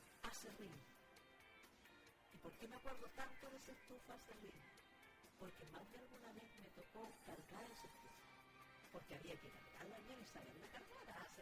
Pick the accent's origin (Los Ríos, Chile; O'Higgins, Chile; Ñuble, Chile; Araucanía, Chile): Ñuble, Chile; Coelemu; Yo nací en Coelemo. Y en mis primeros, hasta sexto año, yo estudié en Coelemo.